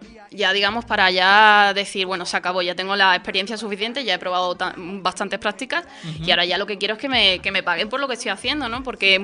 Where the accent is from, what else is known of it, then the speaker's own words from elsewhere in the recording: Morón de la Frontera, Andalusia, Spain; empecé en la SER de mi pueblo, de Morón de la Frontera, un pueblecito de Sevilla.